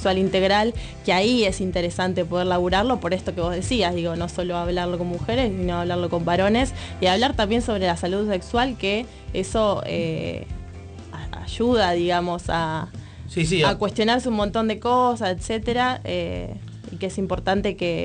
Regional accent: La Matanza, Buenos Aires Province, Argentina; nosotras somos de Matanza particularmente

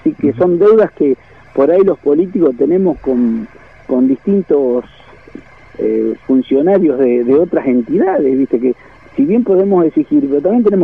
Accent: Argentina; y la bandera argentina, que porque también nos hace notar que también somos argentinos, que somos poquitos.

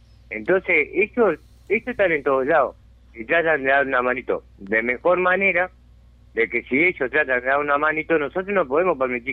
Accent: Montevideo, Uruguay; Yo hace 6 años que vivo acá. Pero los 6 años que vivo acá, pues yo soy nacido y criado en Montevideo.

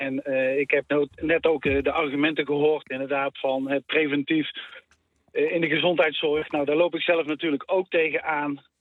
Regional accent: North Brabant, Netherlands; Ik kom zelf uit Brabant.

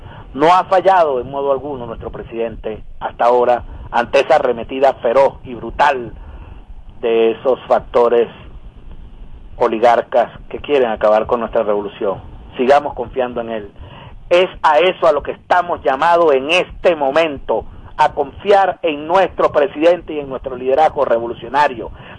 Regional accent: Venezuela; la verdadera necesidad nuestra como venezolanas y venezolanos

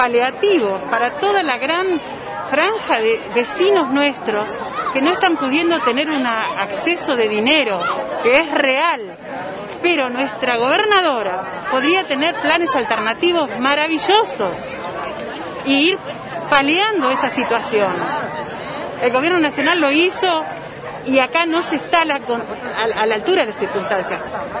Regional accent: Bariloche, Río Negro, Argentina; soy de Bariloche

